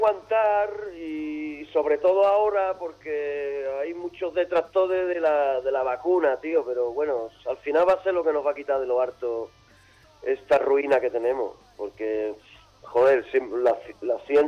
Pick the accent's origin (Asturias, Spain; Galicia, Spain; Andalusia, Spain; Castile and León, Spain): Andalusia, Spain; Seville; born there; uno ha nacido en España, Sevilla, el sur, Andalucía, y hablo castellano, y canto en castellano